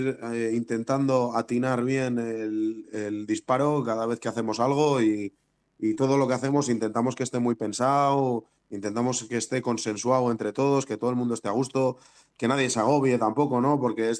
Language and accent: Spanish; Bilbao, Basque Country, Spain; dos, Aitor y yo, el batería y yo, somos de Bilbao